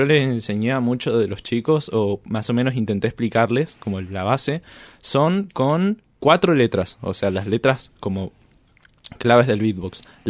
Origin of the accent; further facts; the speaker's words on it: Chile; born there; Yo nací en Chile y cuando cumplí 4 años tuve mucha fiebre